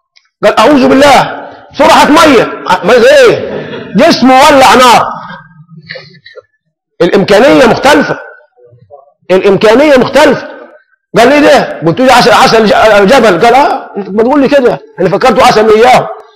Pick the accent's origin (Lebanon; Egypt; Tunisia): Egypt; احنا هنا كمصريين يعني بنحب اللون شوي